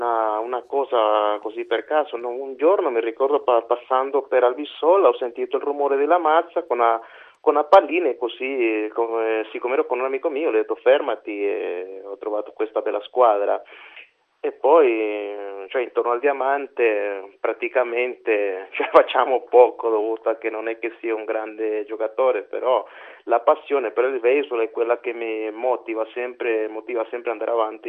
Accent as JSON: {"language": "Italian", "region": "Managua", "country": "Nicaragua", "second_language": "Italian", "moved": "yes", "lives_now": "Italy", "said": "Io vengo di Managua, la capitale del Nicaragua, dove giocavo in serie, diciamo, serie B."}